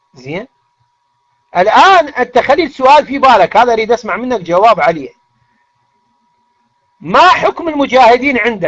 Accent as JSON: {"language": "Arabic", "country": "Iraq", "said": "اقول لك لا والله اخي انا مو مصري، انا عراقي"}